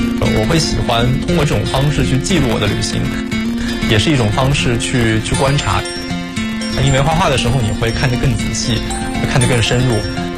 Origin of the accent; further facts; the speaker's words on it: Shanxi, China; 到我的故乡山西